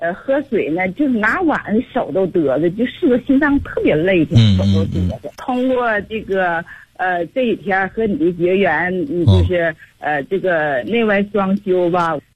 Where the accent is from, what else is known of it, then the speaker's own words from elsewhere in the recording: Changchun, Jilin, China; 我是长春的。